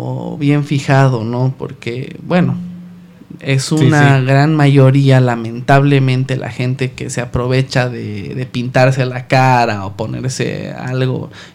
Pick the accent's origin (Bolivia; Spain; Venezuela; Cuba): Bolivia; La Paz; Yo soy de La Paz.